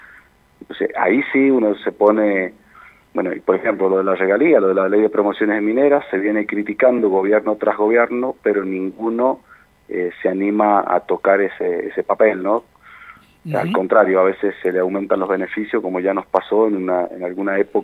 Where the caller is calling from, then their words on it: San Carlos, Mendoza, Argentina; Geográficamente, yo estoy en San Carlos. Geográficamente estoy en el corazón de Mendoza.